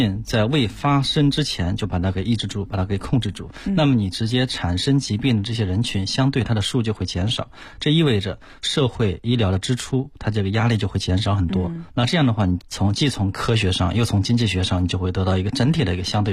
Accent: China

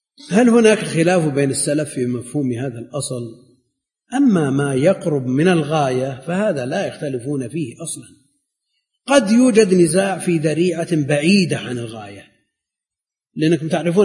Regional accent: Najd, Saudi Arabia; مثل ما كان عندنا في نجد، إذا نزل المطر مجرد ما تخرج من الباب تسقط على الأرض

